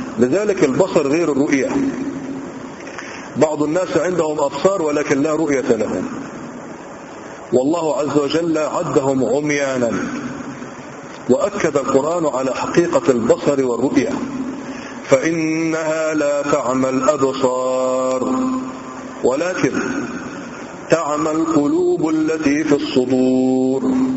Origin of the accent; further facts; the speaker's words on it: Egypt; وقيل أن موضع الخصف موجود عندنا في مصر في مكان لازال قرب الفيوم الآن